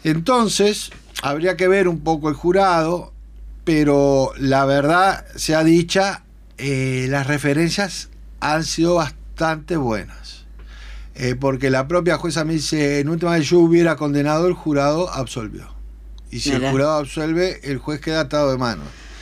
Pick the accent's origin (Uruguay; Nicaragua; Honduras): Uruguay; Yo qué sé, somos los uruguayos, somos irrompibles